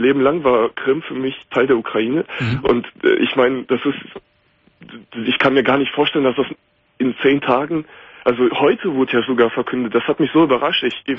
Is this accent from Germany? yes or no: yes; Germany; Ich bin Deutscher, auch hier geboren, aber meine beiden Eltern kommen aus der Ukraine, aus der Krim.